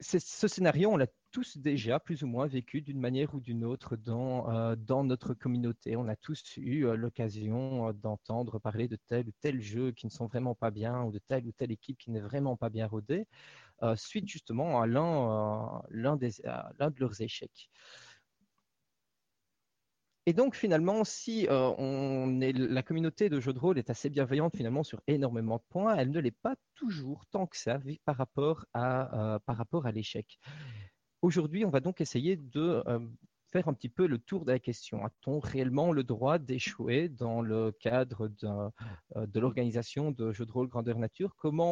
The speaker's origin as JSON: {"language": "French", "country": "Belgium", "said": "Et je viens de Belgique."}